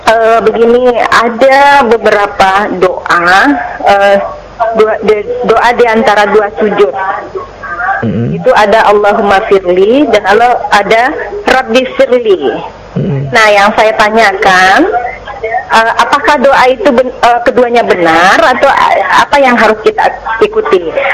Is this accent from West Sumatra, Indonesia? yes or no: yes; Padang, West Sumatra, Indonesia; Begini Pak Ustadz, saya ingin bertanya. Saya dari Padang.